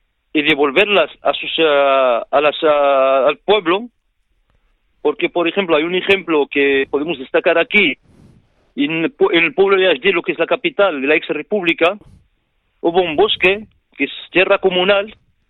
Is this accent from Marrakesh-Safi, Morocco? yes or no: no; Ajdir, Tanger-Tetouan-Al Hoceima, Morocco; Spanish is a second language; now in Almería, Spain; yo como soy del pueblo de Ashdir y de la provincia de Alhucemas, yo aprendí el dialecto marroquí, lo aprendí aquí en Almería. ¿Sabes? Yo en el colegio directamente estudiaba en árabe clásico y francés. Luego sigue el secundario en inglés.